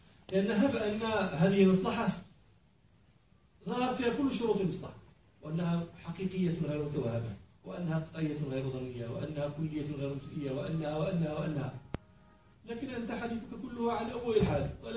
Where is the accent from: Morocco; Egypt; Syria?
Morocco; نحن عندنا في المغرب عنب